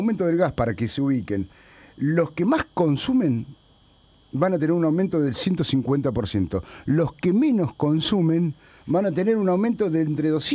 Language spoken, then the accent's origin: Spanish; La Plata, Buenos Aires Province, Argentina; los costa que venimos todos los días a Buenos Aires, somos de La Plata